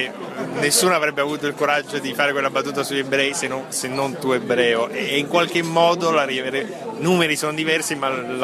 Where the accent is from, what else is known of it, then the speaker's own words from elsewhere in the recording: Palermo, Sicily, Italy; essendo palermitano, forse ho meno paure nel farlo